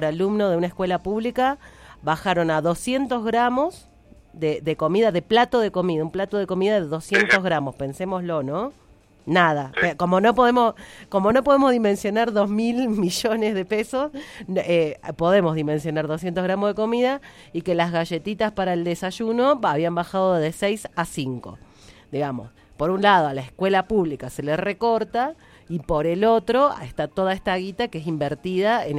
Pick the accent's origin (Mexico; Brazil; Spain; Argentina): Argentina; Coronel Dorrego, Buenos Aires Province; La única escuela católica que hay en mi pueblo, que es el Colegio San José, en Coronel Dorrego, provincia de Buenos Aires